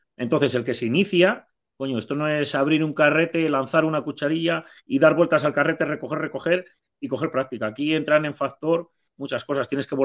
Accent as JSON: {"language": "Spanish", "town": "León", "region": "Castile and León", "country": "Spain", "said": "Te conocen a ti, tío, que eres de Burgos, y no nos conocen a nosotros, que somos de aquí de León."}